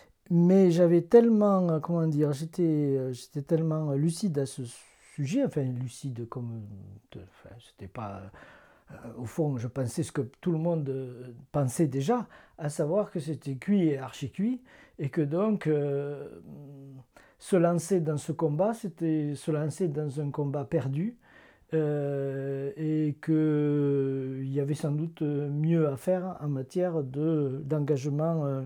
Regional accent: Albi, Occitanie, France; je suis originaire, donc là nous sommes à Limousin, mais je suis originaire d'Albi, dans le temps, donc culturellement du Languedoc, quoi. Et moi j'ai été en contact avec la langue, avec l'occitan, lorsque j'étais enfant.

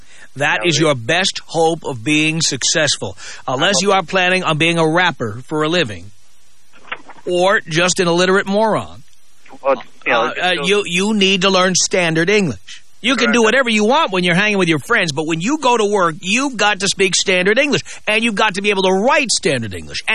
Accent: California, United States; It's insulting to me as a Californian.

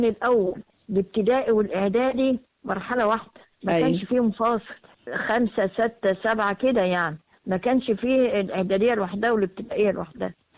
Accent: Mansoura, Dakahlia, Egypt; عندنا في المنصورة.

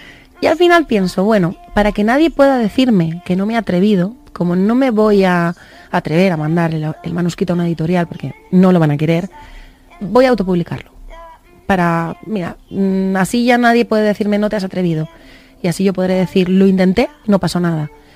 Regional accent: Valencia, Valencian Community, Spain; now in Madrid, Spain

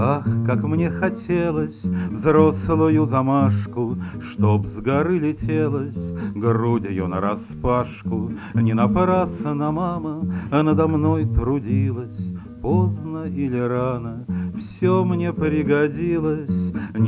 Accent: Moscow, Russia; Вырос я в Москве, как многие из моего поколения, да, пожалуй, и все в коммуналке рос. Коммуналка была в Марьиной роще.

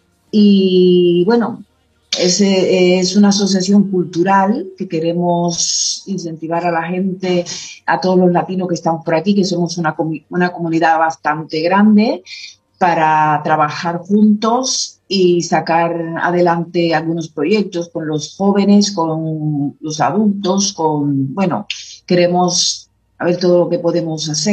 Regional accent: Cuba; now in Spain; Yo soy cubana

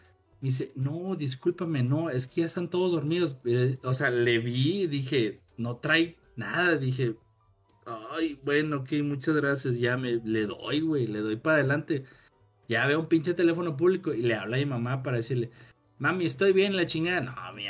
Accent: Monterrey, Nuevo León, Mexico; tengo que ir a la carretera porque soy de Monterrey, la chingada.

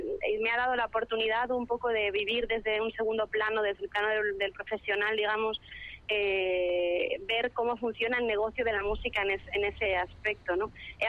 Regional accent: Galicia, Spain; la música tradicional gallega, que es de mi raíz, es de donde yo vengo

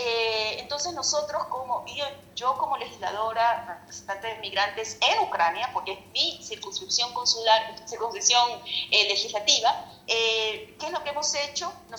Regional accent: Ecuador; moved away as an adult; lo digo como migrante, lo digo como ecuatoriana que también se fue a estudiar en el exterior por la falta de oportunidades en mi propio país.

